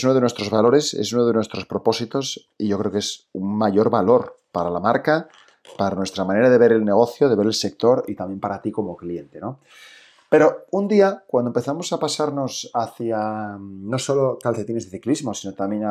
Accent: Asturias, Spain; inglés lo hablo muy mal, lo hablo como, no sé, o sea, regulinchi. Español, bien. Y catalán me defiendo, aunque soy asturiano, y portugués voy ahí.

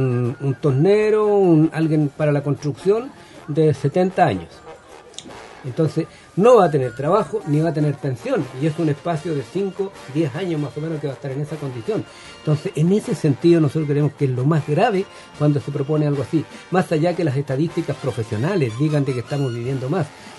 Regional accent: Chile; como chilenos estamos viviendo más

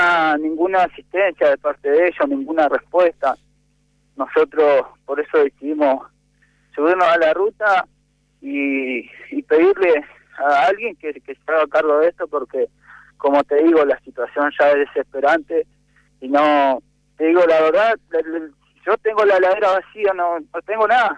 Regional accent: Neuquén, Argentina; a nosotros los neuquinos nos echó todo.

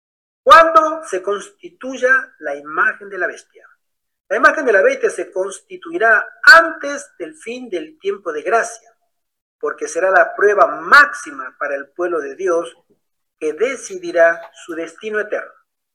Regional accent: Argentina; Ah, de Argentina. Ah, vale. Ahí va, ya somos varios argentinos.

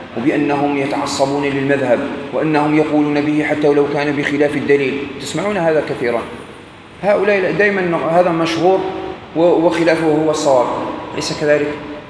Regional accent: Algeria; في أكلة احنا عندنا في الجزائر تشبهها

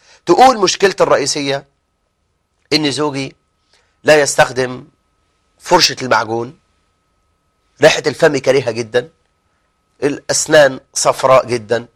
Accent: Egypt; احنا عندنا في مصر يا شباب

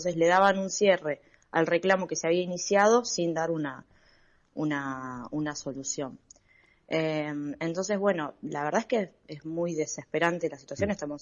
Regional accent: La Boca, Buenos Aires, Argentina; en mi caso, yo soy de La Boca, estuve con problemas de agua, ya no

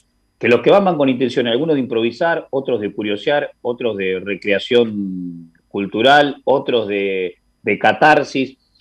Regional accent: Dolores, Buenos Aires Province, Argentina; now in La Plata, Argentina; Pero la contracara que, por ejemplo, en mi pueblo, en Dolores, que tiene 40.000 habitantes o menos incluso

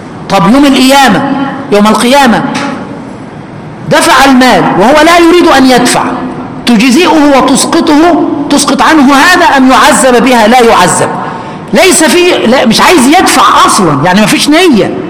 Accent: Egypt; عندنا في مصر شيء يسمى البشعة

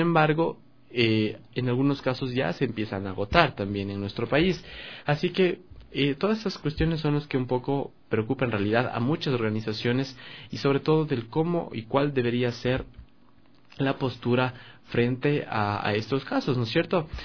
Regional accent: Ecuador; nuestras realidades también como ecuatorianos, en algún momento nos hemos visto obligados a migrar

